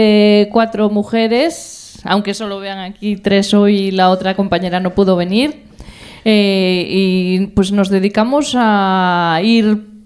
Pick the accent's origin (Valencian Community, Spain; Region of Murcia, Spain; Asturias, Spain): Asturias, Spain; Mieres; born there; also born or lived in Gijón; Nací en Mieres, pero bueno, viví en Gijón.